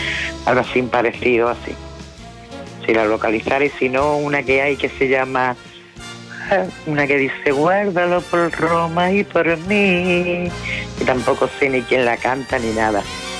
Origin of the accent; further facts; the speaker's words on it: Seville, Andalusia, Spain; now in Málaga, Spain; Soy de Sevilla, pero actualmente vivo en Málaga.